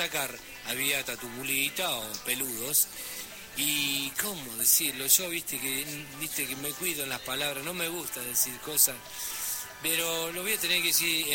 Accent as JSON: {"language": "Spanish", "region": "Buenos Aires", "country": "Argentina", "said": "como nosotros somos de acá, de Capital, no conocemos, no fuimos al campo"}